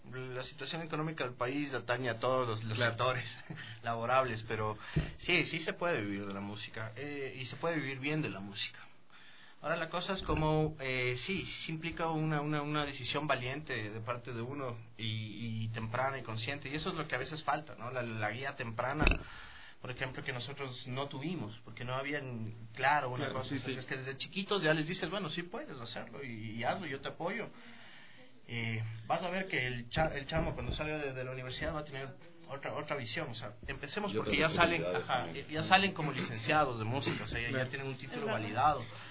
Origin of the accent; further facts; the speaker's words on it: Ecuador; tú sacabas tu producto como ecuatoriano